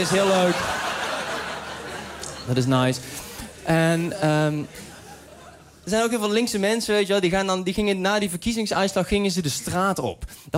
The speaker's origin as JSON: {"language": "Dutch", "town": "Uden", "region": "North Brabant", "country": "Netherlands", "said": "En het ding is, ik kom uit Uden."}